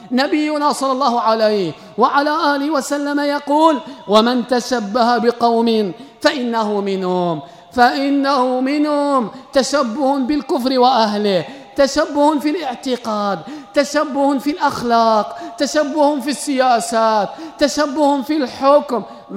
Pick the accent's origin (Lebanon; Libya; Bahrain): Libya; أن يعم الخير في بلادنا ليبيا وفي جارتنا تونس